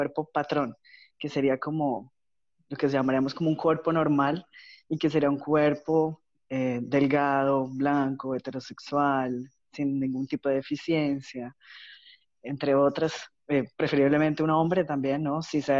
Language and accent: Spanish; Colombia; now in Florianópolis, Brazil; yo soy de Colombia, pero vivo en Brasil, ya hace unos 8 años, aquí en Florianópolis.